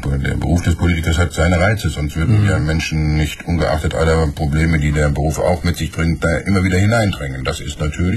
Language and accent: German; North Rhine-Westphalia, Germany; Gucken Sie mal, ich komme aus dem Ruhrgebiet. Und im Ruhrgebiet ist noch eine Menge zu tun.